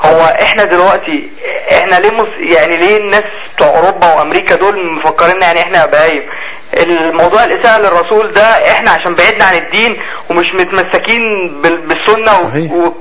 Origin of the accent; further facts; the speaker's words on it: Alexandria, Alexandria Governorate, Egypt; ايوه انا اسكندراني